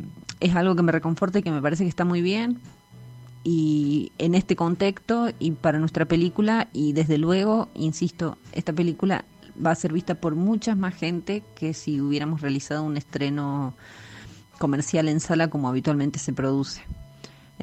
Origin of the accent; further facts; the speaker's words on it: Córdoba, Argentina; Mi pueblo está a 250 kilómetros de Córdoba capital